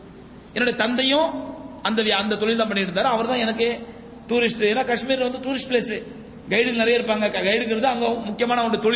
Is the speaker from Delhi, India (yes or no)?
no; Tamil Nadu, India; நான் இந்தியா. இந்தியால எங்க? நான் சொன்னேன் சவுத் இந்தியா. சவுத் இந்தியால எங்க? தமிழ்நாடு.